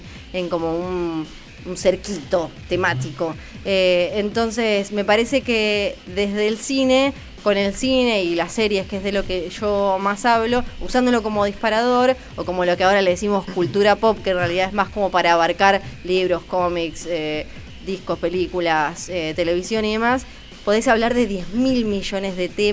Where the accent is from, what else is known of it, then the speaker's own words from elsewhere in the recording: Ushuaia, Tierra del Fuego, Argentina; Y de chica, ya en Ushuaia